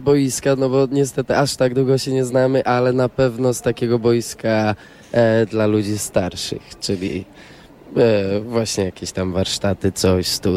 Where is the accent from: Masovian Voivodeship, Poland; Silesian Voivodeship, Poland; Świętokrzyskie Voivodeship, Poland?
Silesian Voivodeship, Poland; Katowice; born there; ja urodziłem się w Katowicach, to dla mnie dzisiaj było coś a la homecoming